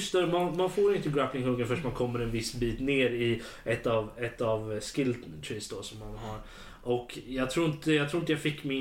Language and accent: Swedish; Örebro, Örebro County, Sweden; Jag är örebroare fortfarande. Närking.